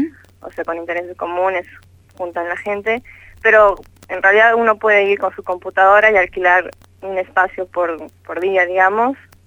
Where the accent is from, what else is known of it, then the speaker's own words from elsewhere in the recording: Bolivia; Yo soy de Bolivia.